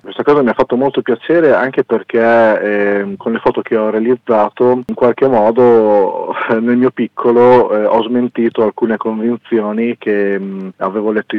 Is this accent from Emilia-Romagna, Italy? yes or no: yes; Cesena, Emilia-Romagna, Italy; now in Forlì, Italy; sia a Cesena, che è la mia città natale, e a Forlì, che è la città dove vivo oggi.